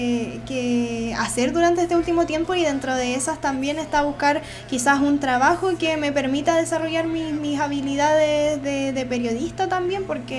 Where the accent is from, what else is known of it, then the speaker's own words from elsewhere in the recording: Puente Alto, Santiago Metropolitan Region, Chile; Y acá somos de Puente Alto y tenemos que hablarnos como vecinos que somos también.